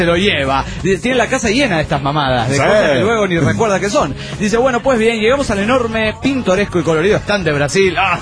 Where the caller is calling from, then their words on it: Querétaro, Mexico; de Querétaro, México.